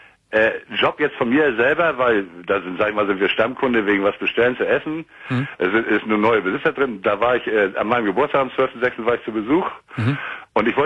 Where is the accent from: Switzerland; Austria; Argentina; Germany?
Germany; Ahrensburg, Schleswig-Holstein; ich telefoniere mich von ziemlich weit. Also ich war noch nie in Köln, aber ich komme aus Ahrensburg bei Hamburg. Das ist Schleswig-Holstein.